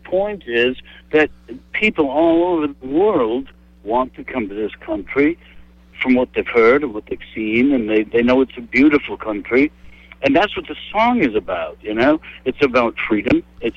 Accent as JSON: {"language": "English", "region": "London", "country": "United Kingdom", "said": "I'm from London, England."}